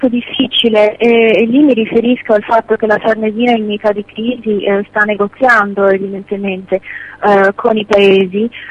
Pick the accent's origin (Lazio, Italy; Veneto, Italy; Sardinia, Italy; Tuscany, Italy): Sardinia, Italy; devo dire che come sarda sono molto commossa